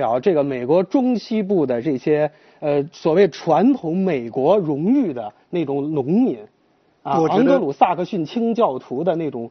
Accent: China; 我是中国人啊，我不知道饶教授的国籍，我是中国人

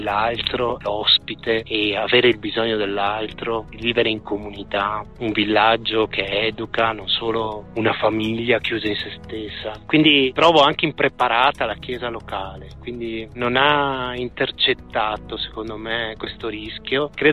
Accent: Veneto, Italy; E io da italiano, da veneto, ho cominciato a fare i conti

